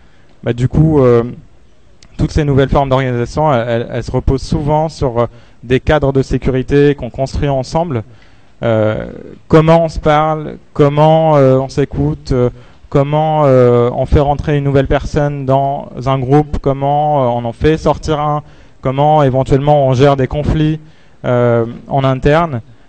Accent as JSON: {"language": "French", "country": "Algeria", "said": "Moi, je suis algérien aussi."}